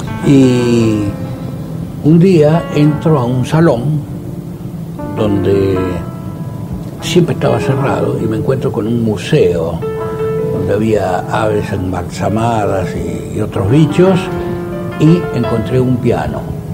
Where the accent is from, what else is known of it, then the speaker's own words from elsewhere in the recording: Santa Fe, Argentina; born there; Bueno, nací en Santa Fe, mi padre era maestro de escuela.